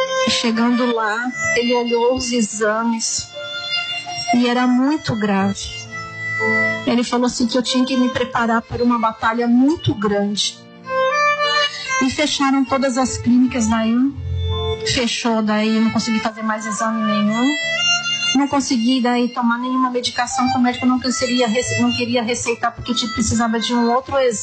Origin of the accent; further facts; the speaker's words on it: Joinville, Santa Catarina, Brazil; eu sou de Joinville, Santa Catarina.